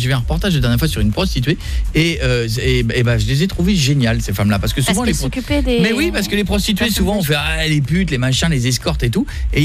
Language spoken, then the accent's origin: French; France; Mais vous avez remarqué que chez nous, en France, c'est on, vrai, peut, hein, on peut plus raison.